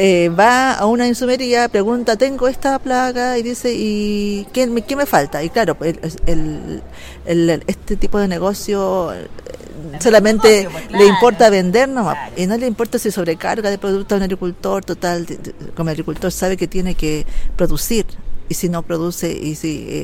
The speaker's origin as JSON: {"language": "Spanish", "town": "Arica", "region": "Arica y Parinacota", "country": "Chile", "tie": "born or raised there", "said": "soy ariqueña, nacida y criada en Arica, de padres bolivianos. Para mí siempre ha estado marcado en las tradiciones de la cultura de mis padres, porque ellos son aymaras."}